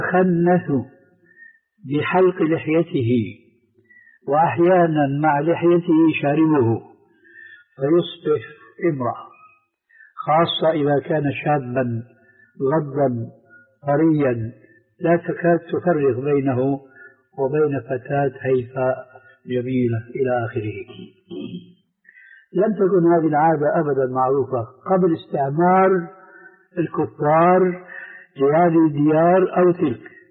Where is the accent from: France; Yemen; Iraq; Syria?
Syria; فعمت هذه الضلالة في الشباب المسلم عندنا في سوريا، لأن الاستعمار الفرنسي حكم بلادنا